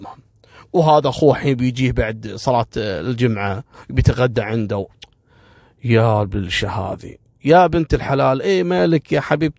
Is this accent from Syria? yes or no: no; Kuwait; في بعض الوافدين عندنا في الكويت